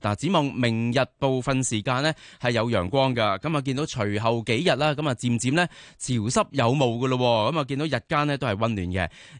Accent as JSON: {"language": "Cantonese", "country": "Hong Kong"}